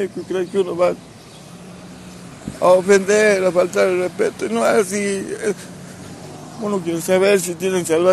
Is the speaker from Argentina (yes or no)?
yes; General Mosconi, Salta, Argentina; somos de Mosconi, y nos vinimos porque no hay trabajo allá, vivimos de changa.